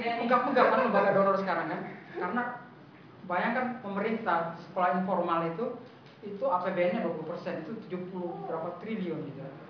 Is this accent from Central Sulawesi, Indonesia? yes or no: yes; Palu, Central Sulawesi, Indonesia; ada saya dari Palu, Sulawesi Tengah, ada yang dari Lombok.